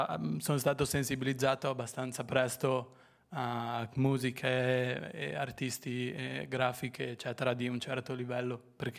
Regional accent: Friuli-Venezia Giulia, Italy; Un pomeriggio ero in Friuli, in un paesino piccolo appunto dove sono cresciuto, che è vicino a San Daniele

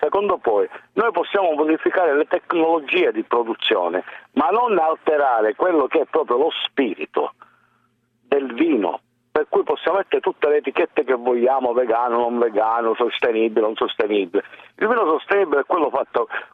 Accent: Palermo, Sicily, Italy; born there; ho 65 anni e provengo da una famiglia minatore contadina del centro, diciamo, vicino a Agrigento, poi io sono nato a Palermo

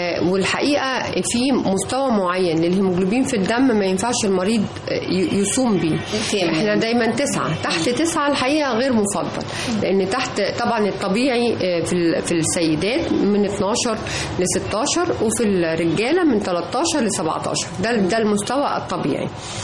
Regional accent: Egypt; أنيميا البحر المتوسط اللي هي منتشرة جدا عندنا في مصر

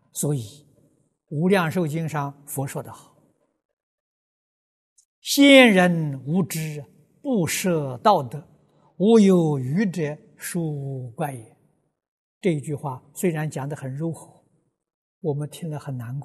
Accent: China; 我们中国人常讲忠孝传家

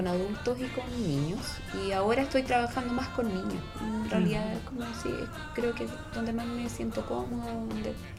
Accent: Concepción, Biobío, Chile; No, soy de Concepción.

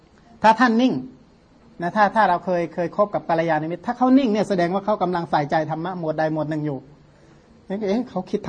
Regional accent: Surin, Thailand; กลับบ้านที่สุรินทร์ก็มีที่ค้นตำราได้

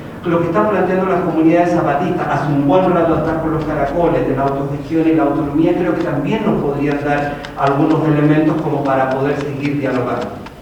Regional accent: Chile; now in Cuba; al ser chileno, pero al no estar viviendo en Chile, yo soy chileno pero vivo en Cuba, y desde ahí miro también, digamos, a mi país

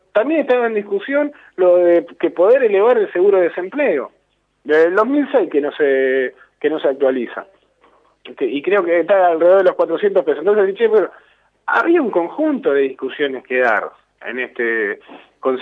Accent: Argentina; lo que nos pasa a nosotros como argentinos, como trabajadores y como parte de este pueblo

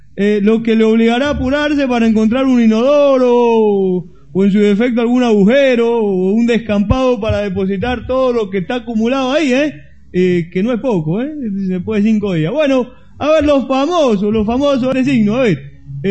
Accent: Cuba; No es muy amargo estar mundial por Cuba, ¿eh, chicos? Que es mi tierra.

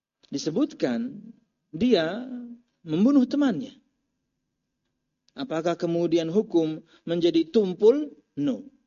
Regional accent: Pekalongan, Central Java, Indonesia; Bapak ibu saya Halabiyo, tapi saya lahir di Jawa. Harusnya saya Al Pekalonji, orang Pekalongan ya.

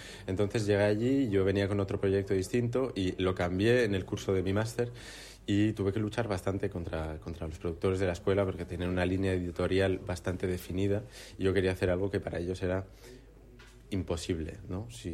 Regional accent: Asturias, Spain; moved away; es un proyecto que nace de mis experiencias como asturiano fuera de Asturias

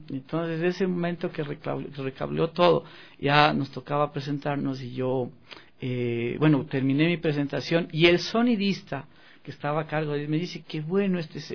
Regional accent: Ecuador; Le digo, es que soy ecuatoriano, pero yo mi música es esto, sale de aquí

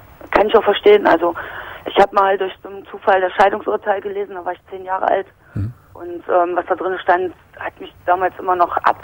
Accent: East Germany, Germany; weil ich komme eigentlich aus der Zone sozusagen.

